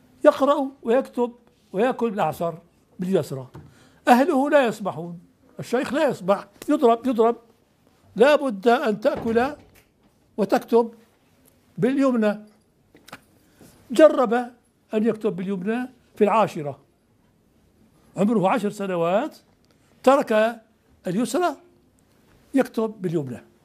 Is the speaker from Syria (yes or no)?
yes; Syria; moved away as an adult; also born or lived in Morocco; أنا هاجرت من سوريا ثلاث مرات، هاجرت تلك المرة إلى المغرب